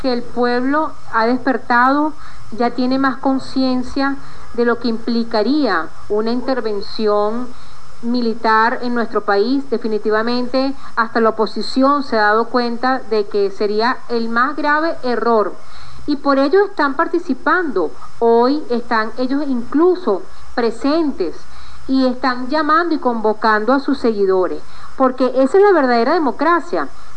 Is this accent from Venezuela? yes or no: yes; Venezuela; y todos somos venezolanos, y Venezuela es un solo país.